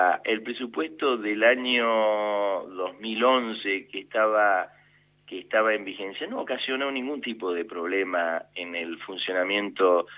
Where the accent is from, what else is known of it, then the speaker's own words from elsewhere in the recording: Argentina; no peleándose con nosotros que somos argentinos y que queremos vivir en paz